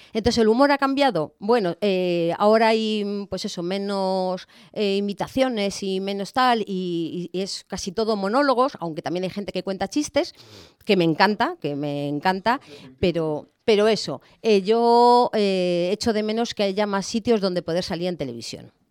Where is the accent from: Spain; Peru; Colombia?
Spain; Madrid, Community of Madrid; also born or lived in Alicante; a los 2 o 3 meses ya volví a Madrid. O sea que realmente fue como que yo quería nacer en el Mediterráneo, en Alicante, y aunque luego pues mi vida fue en Madrid, más concretamente en el barrio de Estrecho.